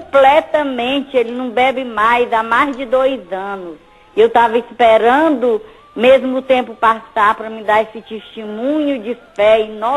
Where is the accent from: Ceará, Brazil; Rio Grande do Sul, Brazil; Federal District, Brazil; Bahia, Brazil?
Ceará, Brazil; Fortaleza; Eu sou da cidade de Fortaleza